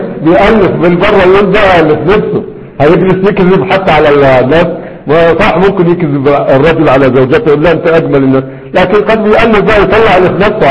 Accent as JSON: {"language": "Arabic", "country": "Egypt", "moved": "as an adult", "said": "الروضة النبية المشهورة عندنا في مصر اللي كان معنا ودرسناه هناك"}